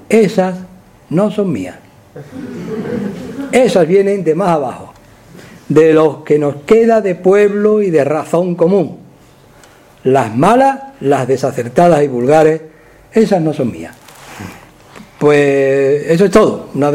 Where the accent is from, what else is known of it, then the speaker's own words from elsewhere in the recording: Andalusia, Spain; los que somos andaluces y hemos respirado el ambiente del flamenco